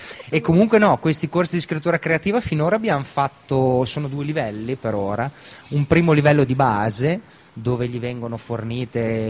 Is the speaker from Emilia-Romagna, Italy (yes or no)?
yes; Bologna, Emilia-Romagna, Italy; Siamo cresciuti a Bologna e quindi abbiamo aperto questa associazione culturale.